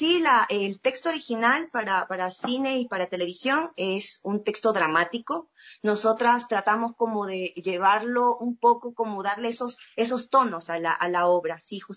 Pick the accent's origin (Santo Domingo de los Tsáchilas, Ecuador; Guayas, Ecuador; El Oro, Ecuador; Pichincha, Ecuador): Guayas, Ecuador; Guayaquil; yo decidí dejar mis cosas en Guayaquil, yo soy de Guayaquil